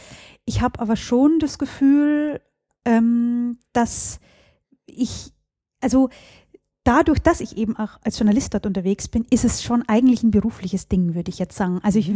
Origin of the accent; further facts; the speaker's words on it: Dürnhardt, Bavaria, Germany; Ich komme aus einem sehr kleinen Dorf in Niederbayern, das heißt Dürnhardt. Das hat 200 Einwohner.